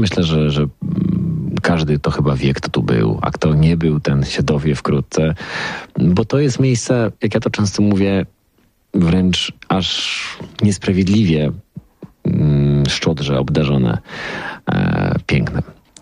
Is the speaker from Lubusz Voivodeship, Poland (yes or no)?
yes; Zielona Góra, Lubusz Voivodeship, Poland; also born or lived in Wrocław; ja pochodzę z Zielonej Góry, tam się urodziłem, mieszkałem lata we Wrocławiu, oczywiście, z którym się bardzo związałem i który nadal bardzo kocham, gdzieś tam w sercu go noszę. Ale tutaj jakby znalazłem taką nową ziemię swoją